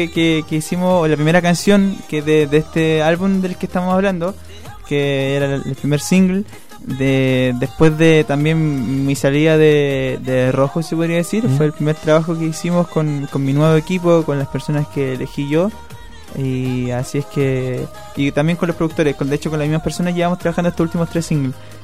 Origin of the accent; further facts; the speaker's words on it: Nueva Imperial, Araucanía, Chile; now in Santiago, Chile; Yo vengo desde Nueva Imperial, desde la novena región.